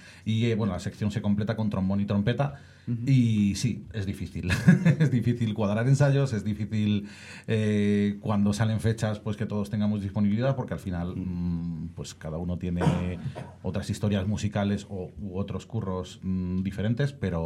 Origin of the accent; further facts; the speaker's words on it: Madrid, Community of Madrid, Spain; años después ya nos mudamos a Carabanchel, que yo soy de ese barrio